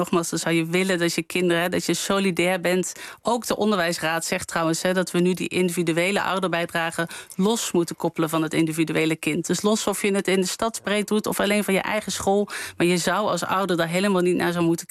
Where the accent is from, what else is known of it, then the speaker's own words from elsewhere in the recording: Limburg, Netherlands; Nou ja, ik ben zelf opgegroeid in Limburg.